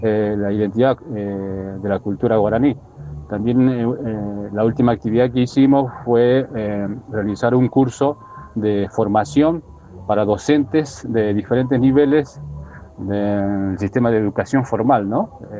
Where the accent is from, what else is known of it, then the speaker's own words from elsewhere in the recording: Salta, Argentina; te estoy hablando desde San Ramón de la Nueva Orán, provincia de Salta. … soy del pueblo guaraní, soy guaraní.